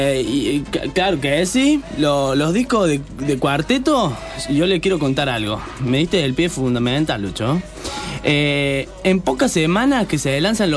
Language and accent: Spanish; Córdoba, Argentina; yo soy de Córdoba, me pueden notar mi tonito.